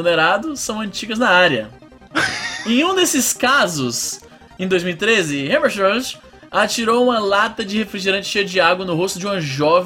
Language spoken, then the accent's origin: Portuguese; Ceará, Brazil; also born or lived in São Luís; que eu morei em São Luís, e muitos pensam que eu sou maranhense. Eu não sou maranhense, sou cearense. Morei no Maranhão por 3 anos. E no bairro onde eu morava, né, que era Coama